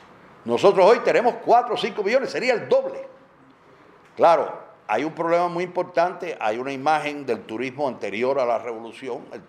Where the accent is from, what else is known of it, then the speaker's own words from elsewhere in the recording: Cuba; a pesar de que soy cubano y era un tema mexicano